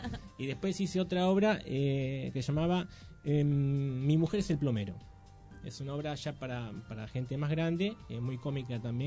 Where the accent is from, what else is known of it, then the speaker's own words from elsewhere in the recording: Chivilcoy, Buenos Aires Province, Argentina; Yo soy de Chivilcoy, uh-huh. Un pueblo que está a 130 kilómetros de acá.